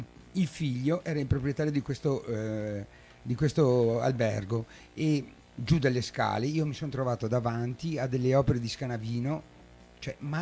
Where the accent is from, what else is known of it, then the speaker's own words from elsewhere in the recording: Chioggia, Veneto, Italy; now in Dolo, Italy; Io mi ritengo di Chioggia, però adesso abito a Dolo.